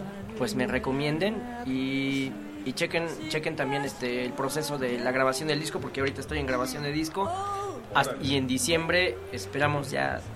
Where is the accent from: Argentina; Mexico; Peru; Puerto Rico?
Mexico; Puebla; Soy de Puebla.